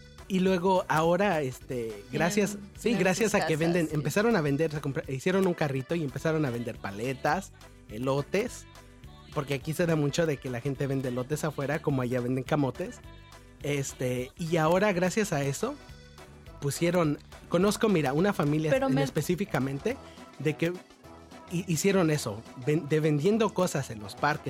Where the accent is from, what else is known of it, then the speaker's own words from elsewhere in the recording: Xochimilco, Mexico City, Mexico; Soy de Nativitas, de un pueblito chiquito de Nativitas que todavía me encanta porque tiene tiene su cultura vieja todavía.